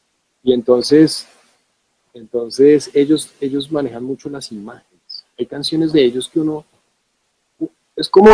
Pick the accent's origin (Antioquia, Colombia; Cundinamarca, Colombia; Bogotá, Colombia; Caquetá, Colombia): Bogotá, Colombia; Y pues trayéndolo a mi Bogotá, a mi entorno, que es de donde yo soy.